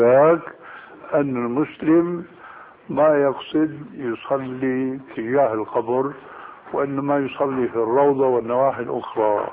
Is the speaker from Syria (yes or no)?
yes; Damascus Governorate, Syria; عندنا في الشام